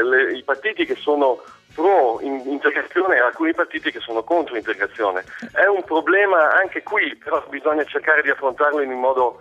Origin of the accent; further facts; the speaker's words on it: Desenzano del Garda, Lombardy, Italy; moved away as an adult; now in Amsterdam, Netherlands; Io sono cresciuto a Desenzano, sul Lago di Garda. Ho studiato in Italia, ho fatto 20 anni lì e poi sono partito. Ho fatto un giro del mondo e mi sono fermato qui a Amsterdam.